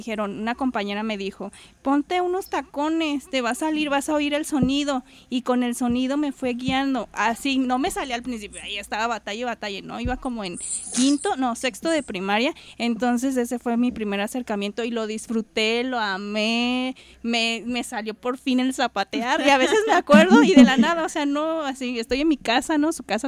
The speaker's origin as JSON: {"language": "Spanish", "region": "Puebla", "country": "Mexico", "tie": "born there", "lives_now": "Guadalajara, Mexico", "said": "pues yo soy de Puebla, bueno, nací allá, pero he vivido acá en Guadalajara mucho tiempo."}